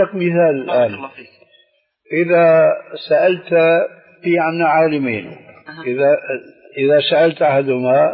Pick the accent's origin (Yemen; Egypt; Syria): Syria; لانه عندنا بسوريا بيقولوا العين مغرفه الكلام